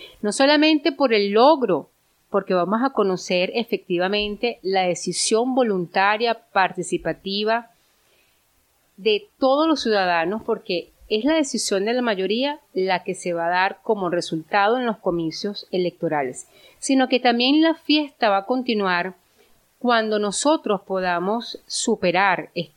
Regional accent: Venezuela; para nosotros como venezolanos

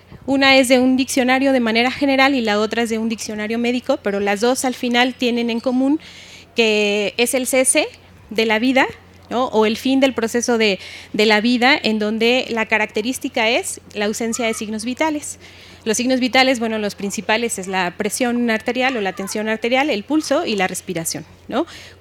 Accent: Mexico; nosotros como mexicanos

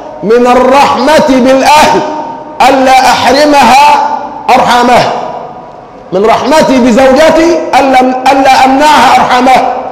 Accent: Egypt; وأزمتنا كمصريين أزمة حب

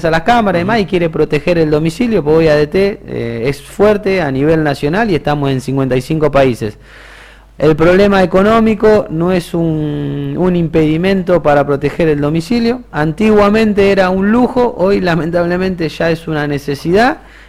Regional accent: Bahía Blanca, Buenos Aires Province, Argentina; soy de Bahía Blanca, así que por ahí si lo llamamos de otra característica, ajá, no se asusten, pero bueno, soy particularmente Bahía Blanca

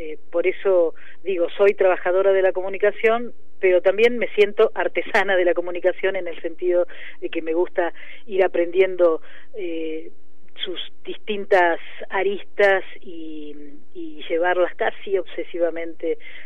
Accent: General Pico, La Pampa, Argentina; Yo soy de La Pampa, de un pueblo que se llama General Pico. Allí nací

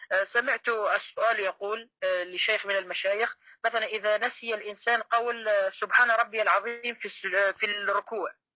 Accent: Syria; أنا من سوريا

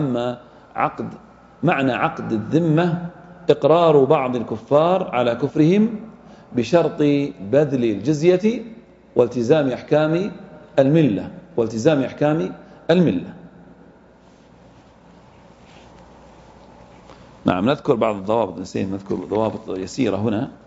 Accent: Saudi Arabia; ولله الحمد إحنا عندنا في السعودية الآن لا يوجد إيش؟ أهل ذمة

